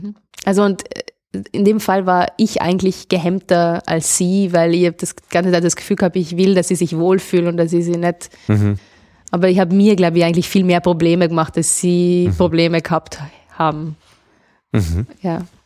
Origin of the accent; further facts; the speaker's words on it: Trentino-Alto Adige, Italy; Ich bin aus Südtirol, genau.